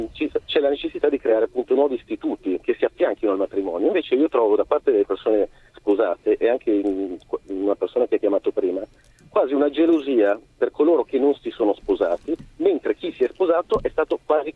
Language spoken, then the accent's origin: Italian; Milan, Lombardy, Italy; io allora abitavo a Milano perché sono di Milano originario